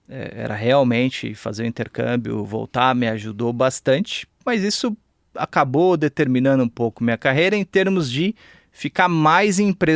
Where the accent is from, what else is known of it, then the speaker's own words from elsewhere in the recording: São Paulo, Brazil; also born or lived in Milwaukee, United States; Cara, eu sou daqui, nascido e criado em São Paulo. Eu tive uma experiência rápida, relativamente rápida, nos Estados Unidos.